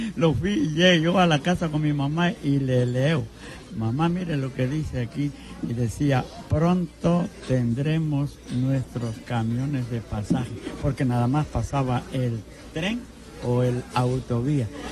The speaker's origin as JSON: {"language": "Spanish", "town": "Teocelo", "region": "Veracruz", "country": "Mexico", "said": "Pues, sí, somos ahí vecinos."}